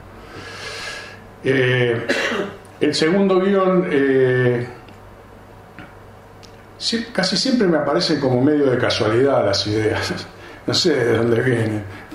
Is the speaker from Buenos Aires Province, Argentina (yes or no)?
yes; Lanús, Buenos Aires Province, Argentina; yo nací y me crié en Lanús, pero un Lanús que era de otro tipo que el de los últimos años, era un Lanús industrial.